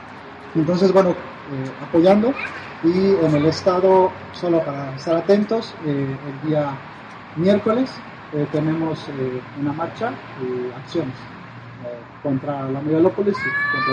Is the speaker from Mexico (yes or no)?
yes; Hidalgo, Mexico; vengo del estado de Hidalgo